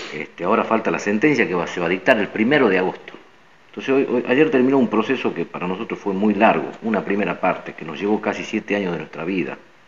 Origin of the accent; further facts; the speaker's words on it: Tartagal, Salta, Argentina; venimos nosotros de Tartagal.